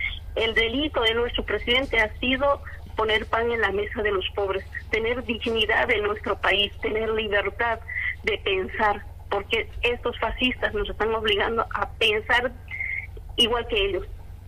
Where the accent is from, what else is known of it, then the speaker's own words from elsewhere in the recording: Bolivia; nosotros como bolivianos creemos que la posibilidad de estos señores que han intentado dañar nuestro proceso no les va a durar.